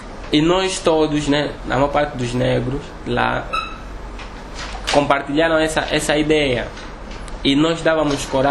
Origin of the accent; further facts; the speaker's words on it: Angola; moved away; foi a primeira vez que eu saí da Angola.